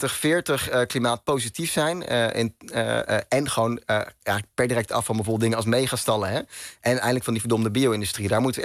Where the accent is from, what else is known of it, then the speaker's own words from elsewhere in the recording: Olst, Overijssel, Netherlands; moved away as an adult; now in Groningen, Netherlands; ik kom uit het oosten van Nederland. Een heel klein dorpje, Olst, tussen Zwolle en Deventer. Daar heb ik 19 jaar van mijn leven gewoond, denk ik. En ik ben na mijn 19e verhuisd naar Groningen. Daar woon ik nog steeds.